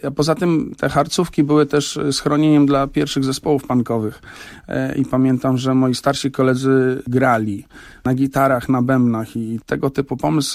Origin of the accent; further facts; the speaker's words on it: Warsaw, Masovian Voivodeship, Poland; Wychowywałem się na Chomiczówce w takiej rodzinie, która była bardzo zaangażowana antykomunistycznie.